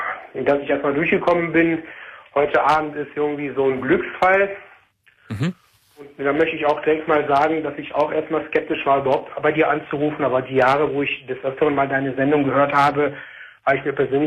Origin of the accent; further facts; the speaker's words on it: Tunisia; also born or lived in Germany; ich bin ja Tunesier und gebürtig Tunesier und also auch in Deutschland zwar geboren halt, aber halt irgendwo Moslem auch.